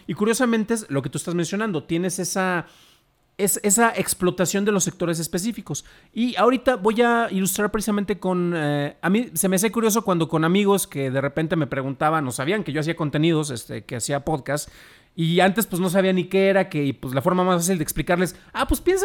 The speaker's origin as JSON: {"language": "Spanish", "region": "Jalisco", "country": "Mexico", "tie": "born there", "said": "Saludos a la banda que nos está escuchando, viendo allá en mi estado natal."}